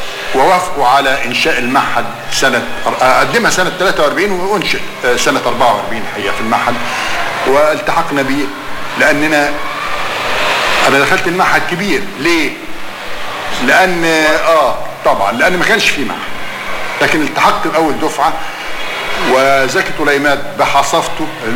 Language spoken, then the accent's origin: Arabic; Cairo, Cairo Governorate, Egypt; لان هيئة التدريس حتى عندنا في القاهرة كلهم مخرجين